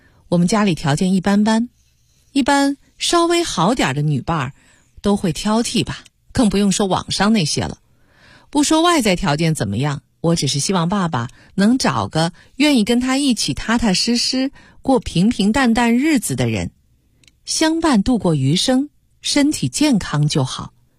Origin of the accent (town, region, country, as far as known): China